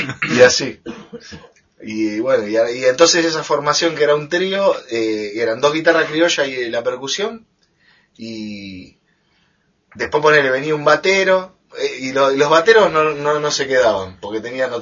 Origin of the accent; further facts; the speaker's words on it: Buenos Aires, Argentina; yo soy de Buenos Aires. … del barrio Matadero, soy.